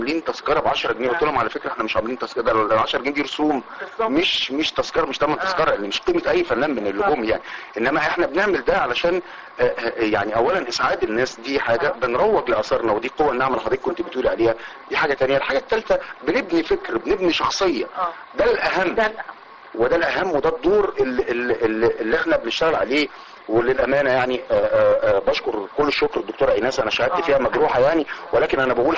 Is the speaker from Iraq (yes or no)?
no; Egypt; ان احنا نملك كمصريين بمثقفينا وفنانيننا وادبائنا وموسيقيينا